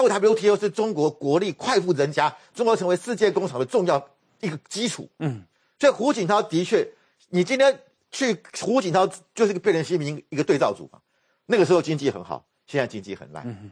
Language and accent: Chinese; Taiwan; 我觉得我们台湾人真的很敦厚。